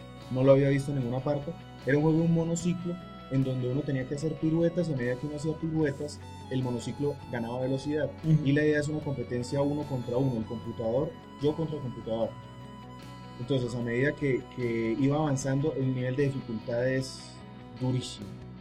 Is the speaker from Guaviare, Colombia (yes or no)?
no; Bucaramanga, Santander, Colombia; Yo no sé si usted se acuerda que había allí en Bucaramanga, yo soy de Bucaramanga